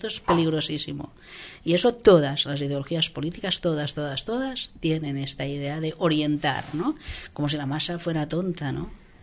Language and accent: Spanish; Catalonia, Spain; Yo soy del Baix Llobregat. O sea, que si aquí buscamos pedigrí, yo soy del barrio de … O sea, que de San Ildefonso.